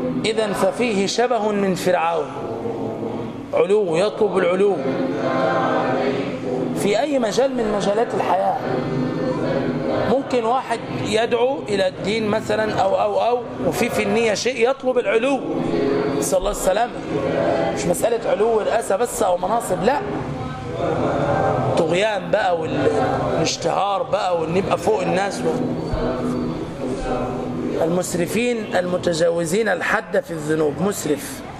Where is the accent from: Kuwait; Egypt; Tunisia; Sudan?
Egypt; يعني مش عشان احنا مصريين